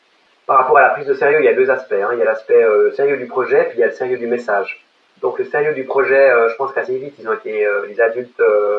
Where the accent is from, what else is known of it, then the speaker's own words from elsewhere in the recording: Lake Geneva area, Switzerland; je viens de Suisse, j'ai grandi au bord du lac Léman, donc en face de la Haute-Savoie